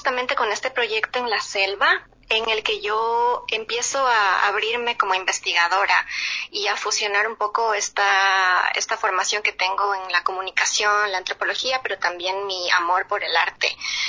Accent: Ecuador; para mí, que crecí y viví en Ecuador toda la vida

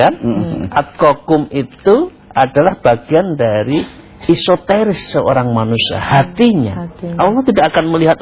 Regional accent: Java, Indonesia; maaf saya orang Jawa mengatakan.

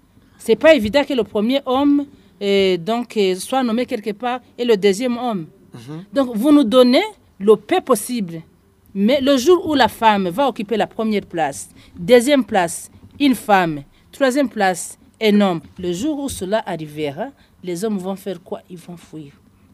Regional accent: Ngozi, Ngozi Province, Burundi; si moi, je suis de Ngozi, j'ai été élue dans la province de Ngozi.

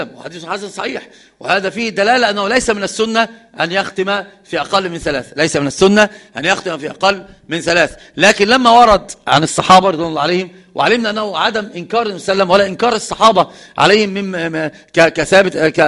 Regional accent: Egypt; وهذا القراء عندنا في مصر كثير ما يفعلون ذلك

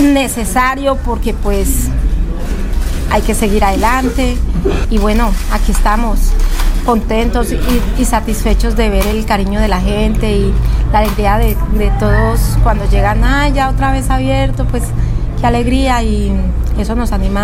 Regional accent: Colombia; moved away; Yo soy muy colombiana, aunque lleve muchos años en este país

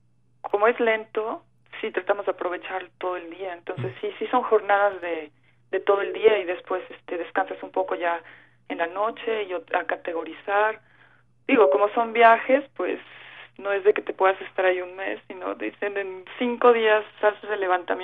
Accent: Mexico City, Mexico; porque yo soy de la Ciudad de México, nos mandan para allá.

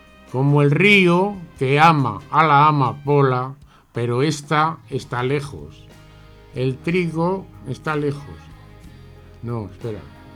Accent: Aragon, Spain; como yo soy aragonés, digo, la pilarica.

